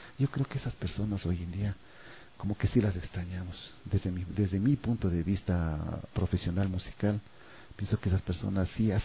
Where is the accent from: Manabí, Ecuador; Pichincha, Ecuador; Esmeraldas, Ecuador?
Pichincha, Ecuador; San Pedro de Taboada; yo no soy de Amaguaña, yo soy de San Pedro de Taboada